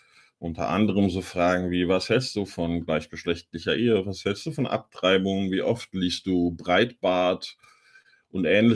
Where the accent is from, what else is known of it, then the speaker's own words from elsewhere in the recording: Bavaria, Germany; Oh, habe ich mich verraten. Ich bin Mittelfranke.